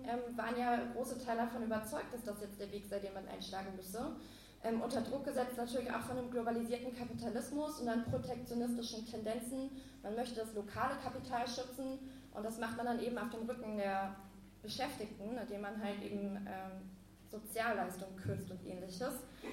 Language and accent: German; Berlin, Germany; Also ich komme auch aus Berlin